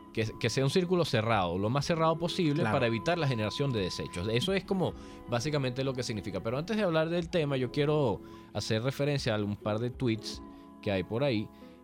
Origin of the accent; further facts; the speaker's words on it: Venezuela; yo vengo de Venezuela, yo lo viví